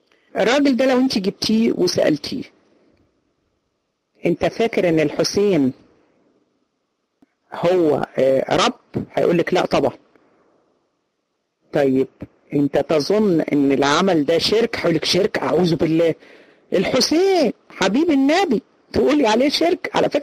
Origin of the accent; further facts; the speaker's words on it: Egypt; احنا عندنا في مصر الامية 60%، 60% في مصر لا يقرأوا ولا يكتبوا